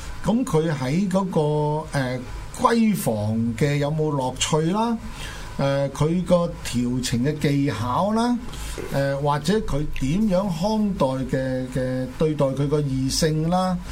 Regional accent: Guangdong, China; 就引申嚟講，我哋廣東人就係講一句説話咧，包山仔就係咁樣嚟啊

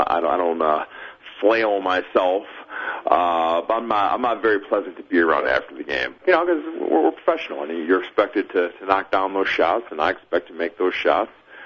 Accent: Michigan, United States; one of my personal favorites growing up in Michigan

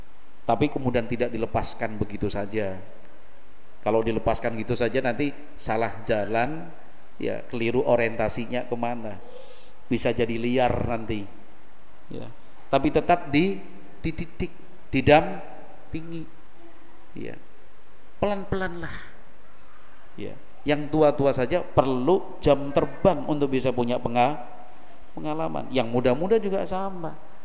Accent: Java, Indonesia; Kalau kita orang Jawa itu kursi yang panjang terus lebar itu apa namanya?

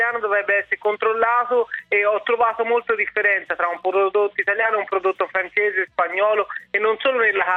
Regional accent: Florence, Tuscany, Italy; Io vengo da Firenze

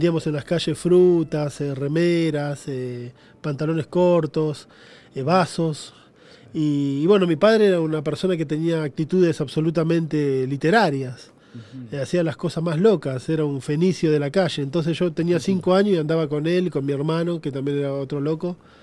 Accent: Quilmes, Buenos Aires Province, Argentina; yo vengo de los suburbios de Quilmes, que es el interior, el Gran Buenos Aires. Tengo mi familia, pertenece al norte, del norte de Argentina, tengo familia en Paraguay también, y bueno, hay un poco una mezcla.

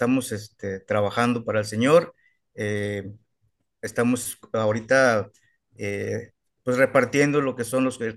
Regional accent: Los Angeles, California, United States; moved away; cuando yo salí de mi ciudad, de Los Ángeles, y me moví a un día de distancia donde estoy viviendo actualmente

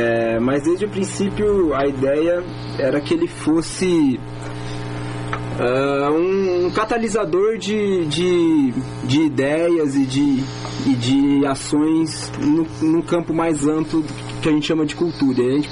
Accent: São José do Rio Preto, São Paulo, Brazil; Eu sou de São José do Rio Preto.

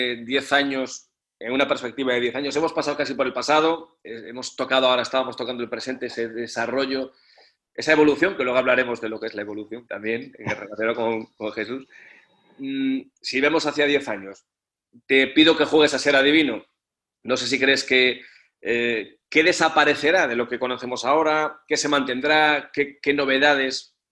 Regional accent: Galicia, Spain; yo soy gallego, soy del norte

